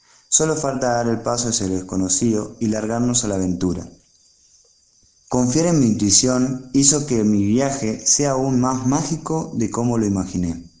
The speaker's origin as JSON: {"language": "Spanish", "country": "Argentina", "said": "soy argentino. Tengo 28 años"}